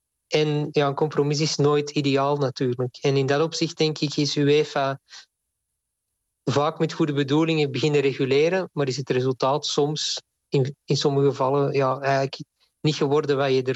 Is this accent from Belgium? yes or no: yes; Belgium; Ik ben zelf Belg